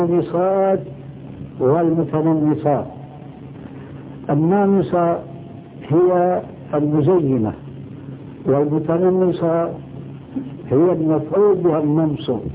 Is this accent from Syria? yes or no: yes; Syria; وفي كثير من البلاد عندنا في سوريا